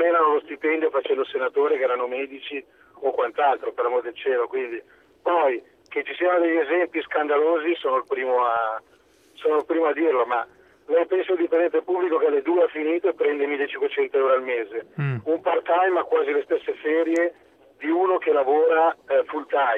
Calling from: Lombardy, Italy; voto agghiacciante anche da Lombardo.

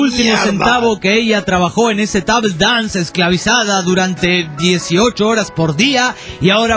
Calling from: Acámbaro, Guanajuato, Mexico; de México dice, acá, Acambaro, para ser exacto.

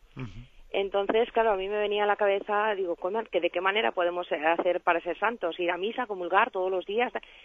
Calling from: Valencia, Valencian Community, Spain; de Valencia.

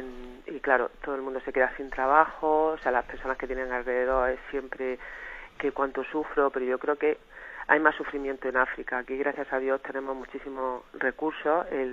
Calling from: Cartagena, Region of Murcia, Spain; de Cartagena, monseñor.

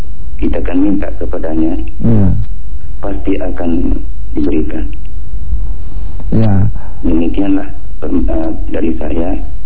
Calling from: West Nusa Tenggara, Indonesia; Saya dari NTB.

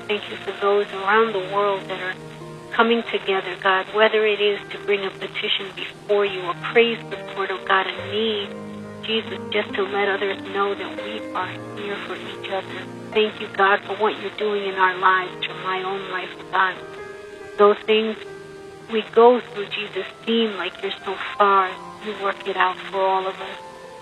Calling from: New York City, New York, United States; from New York City. I just wanted to just let you know that I'm praying for you all. … from New York.

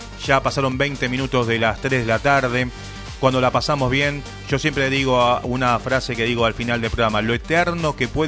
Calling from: Quilmes, Buenos Aires Province, Argentina; de Quilmes Oeste.

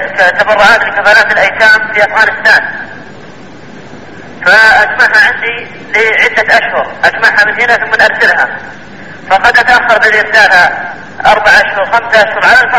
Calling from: Brussels, Brussels-Capital Region, Belgium; انا من بلجيكا

